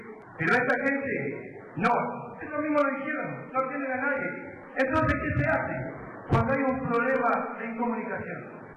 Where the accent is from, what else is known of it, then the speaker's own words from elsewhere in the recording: Avellaneda, Argentina; soy de Avellaneda. Productor agropecuario, ganadero.